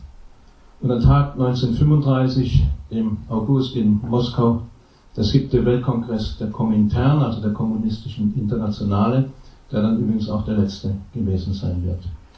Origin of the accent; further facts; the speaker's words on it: Germany; zumindest in Westdeutschland, wo ich aufgewachsen bin, bis in die 80er Jahre